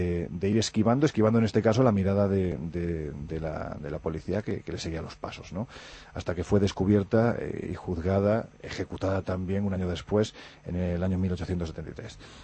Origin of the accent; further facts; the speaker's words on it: Andalusia, Spain; Yo que soy andaluz con muy poca gracia